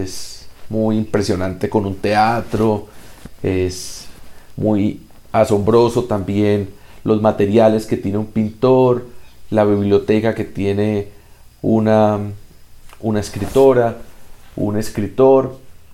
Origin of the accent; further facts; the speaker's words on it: Colombia; porque somos colombianos y colombianas, la mayoría